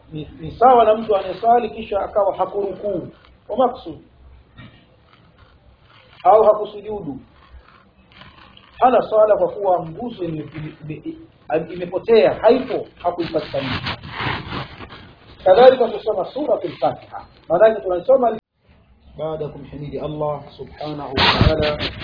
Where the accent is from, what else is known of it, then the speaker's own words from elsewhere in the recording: Dar es Salaam, Tanzania; Mimi ni ndugu yenu nimetokea Dar es Salaam katika wilaya ya Ubungo